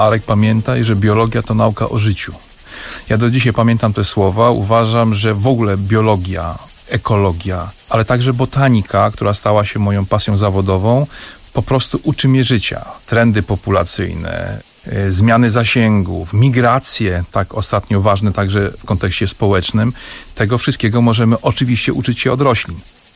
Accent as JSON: {"language": "Polish", "town": "Bolesławiec", "region": "Lower Silesian Voivodeship", "country": "Poland", "tie": "born there", "said": "Ważne jest to, że urodziłem się w Bolesławcu."}